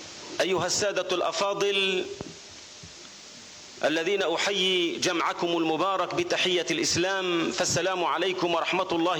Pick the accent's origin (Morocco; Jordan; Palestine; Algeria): Algeria; وأقصد تحديدا ذاك الدور الذي أدته هذه المنطقة المجاهدة في تحرير بلدنا الجزائر.